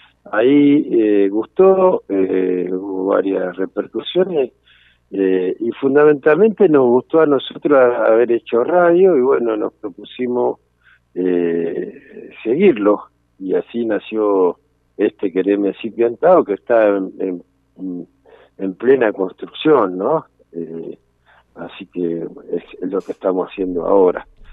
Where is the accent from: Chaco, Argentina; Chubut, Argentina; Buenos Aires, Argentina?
Buenos Aires, Argentina; now in El Bolsón, Argentina; Yo nací en Buenos Aires y me crié gran parte de Buenos Aires, bueno, anduve por varios lugares de recorrida y de aprendizajes, digamos.